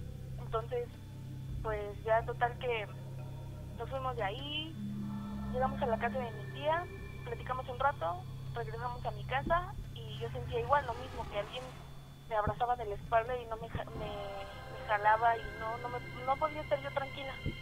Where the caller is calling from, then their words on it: Texcoco, State of Mexico, Mexico; De Texcoco.